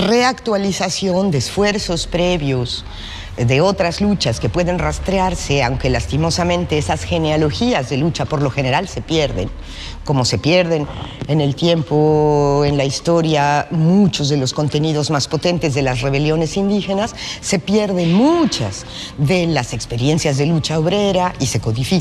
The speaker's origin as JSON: {"language": "Spanish", "country": "Mexico", "lives_now": "Córdoba, Argentina", "said": "soy mexicana y estoy en la en Córdoba, Argentina"}